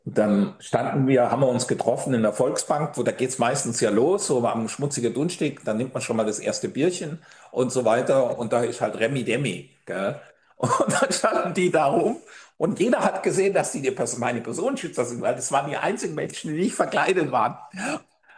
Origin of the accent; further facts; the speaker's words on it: East Germany, Germany; Ja, ich meine, wir kommen hier aus dem Osten, es ist alles so ein bisschen.